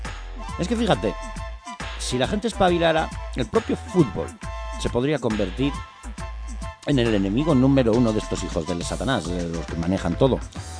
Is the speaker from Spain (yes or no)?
yes; Bilbao, Basque Country, Spain; ¿Porque soy de Bilbao? Pues no.